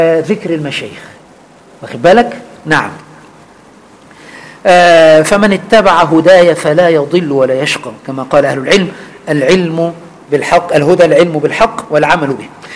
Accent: Egypt; أنا ما خرجت من مصر البتة

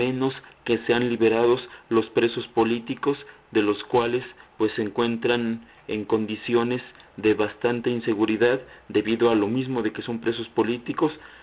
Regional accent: Mexico; especialmente como mexicanos nos hace cómplices

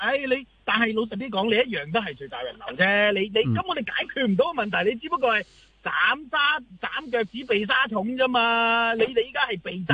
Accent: Hong Kong; 年宵花市咧系我哋香港人一年一度嘅

